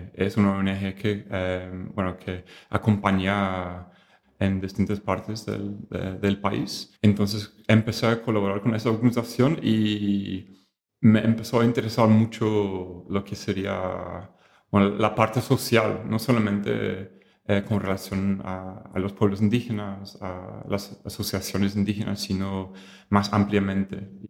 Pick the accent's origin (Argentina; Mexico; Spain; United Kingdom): United Kingdom; England; Spanish is a second language; now in Asunción, Paraguay; soy de Inglaterra originalmente, pero vivo acá, en Asunción, Paraguay